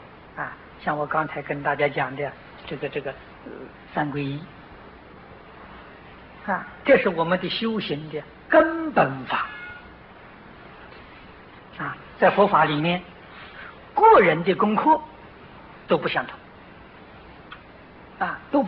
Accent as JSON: {"language": "Chinese", "country": "China", "said": "那么这两个字有一点像我们中国人讲的愚者，"}